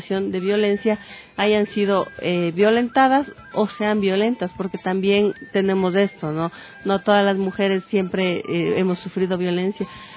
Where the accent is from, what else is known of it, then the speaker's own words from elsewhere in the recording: Ambato, Tungurahua, Ecuador; Ahorita en comunidades de Tungurahua, como te decía, también soy de Ambato